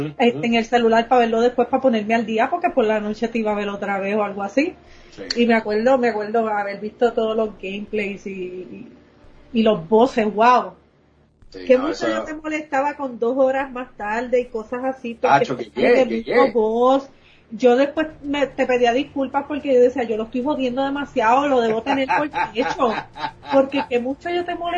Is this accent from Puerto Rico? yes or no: yes; Coamo, Puerto Rico; also born or lived in Aibonito; yo nací en Aibonito, me crié en Coamo Arriba